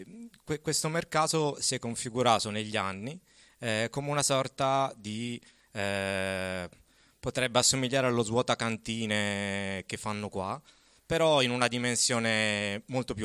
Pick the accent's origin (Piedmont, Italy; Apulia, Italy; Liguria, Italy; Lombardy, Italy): Piedmont, Italy; Turin; io faccio solo il facilitatore in quanto torinese ex di Aurora